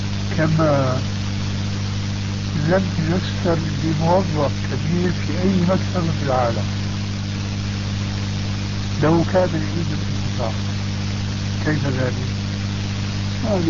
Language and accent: Arabic; Syria; وبلغت سيرة أيضا يقولون عندنا في الشام